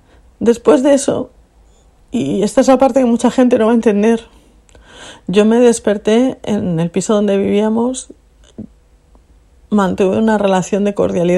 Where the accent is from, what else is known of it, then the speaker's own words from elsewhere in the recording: Alicante, Valencian Community, Spain; moved away; Y yo compartí piso con dos chicos que eran de Valencia, yo soy de Alicante.